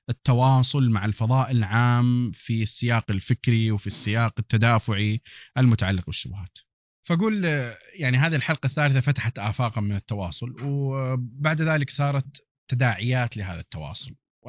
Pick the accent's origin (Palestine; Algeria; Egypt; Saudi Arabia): Saudi Arabia; Hejaz; accent: Hijazi; وكنت أنا أتكلم أصلا باللهجة الحجازية، حتى اللهجة الحجازية راحت من زمان